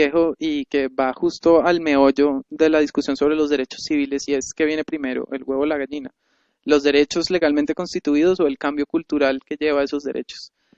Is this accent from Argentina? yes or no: no; Colombia; tienen un derecho al cual yo como colombiano no puedo acceder?